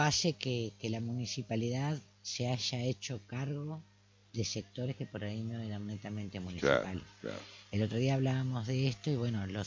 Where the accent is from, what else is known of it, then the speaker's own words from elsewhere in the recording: Argentina; por ahí nosotros no valoramos esos recursos, ¿no? que tenemos como argentinos.